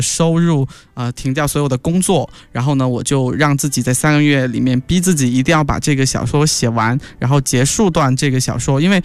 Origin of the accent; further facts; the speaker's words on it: Guangxi, China; also born or lived in Xiamen / Shanghai; 发生在我的故乡广西中越边境，然后闲闲海的味其实写的是我大学待了4年的地方厦门或者是海边，然后这本斯德哥尔摩情人其实写的是我生活过的城市上海